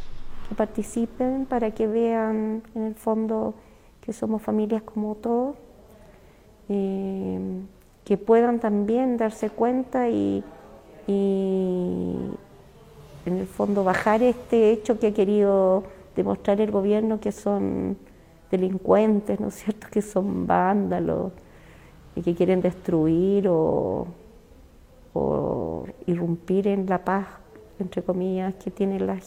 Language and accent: Spanish; Chile; No, aquí al parecer no somos todos chilenos con las mismas, en el fondo, ni garantías ni beneficios.